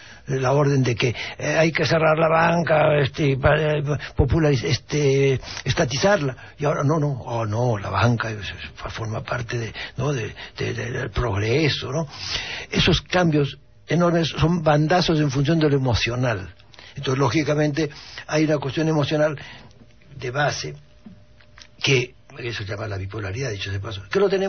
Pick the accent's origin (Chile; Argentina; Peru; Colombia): Peru; also born or lived in Spain; tengo la doble nacionalidad, pero te debo decirte que tengo conflictos. Soy peruano y español.